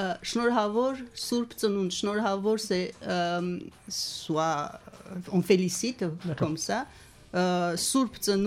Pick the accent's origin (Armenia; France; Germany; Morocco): Armenia; first language Armenian; French is a second language; est connu comme le premier pays chrétien du monde. Donc je voudrais vous souhaiter joyeux Noël dans ma langue maternelle, si vous permettez.